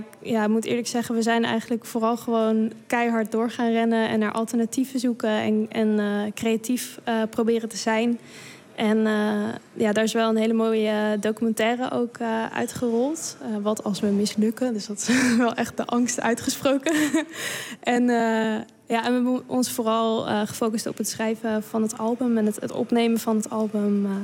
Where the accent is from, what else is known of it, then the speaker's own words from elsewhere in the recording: Krommenie, North Holland, Netherlands; Want ik kom zelf uit Krommenie.